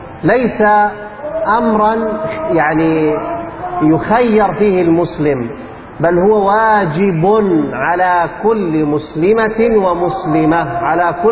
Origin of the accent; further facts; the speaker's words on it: Jordan; أما تعليم القرآن الكريم عندنا في الأردن فله شقان